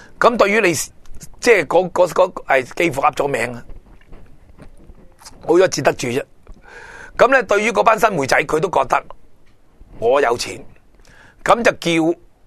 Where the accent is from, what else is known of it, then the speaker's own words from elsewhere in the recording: Hong Kong; 香港好好嘅，大陆对我哋香港人好好嘅。